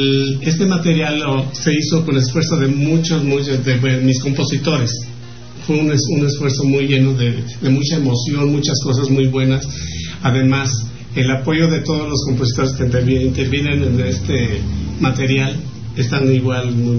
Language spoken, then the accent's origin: Spanish; San Miguel de Allende, Guanajuato, Mexico; also born or lived in Tierra Blanca, Veracruz; now in Mexico City, Mexico; yo nací en Tierra Blanca, Veracruz. Y de ahí me llevan muy chico a San Miguel de Allende, Guanajuato. Entonces yo, cuando ya me regreso otra vez para tierras veracruzanas, igual a seguir creciendo, pero ya de ahí me regreso a la Ciudad de México